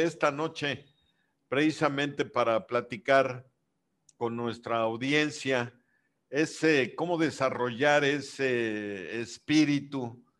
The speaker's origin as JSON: {"language": "Spanish", "region": "Yucatán", "country": "Mexico", "said": "el trabajo en equipo como yucatecos"}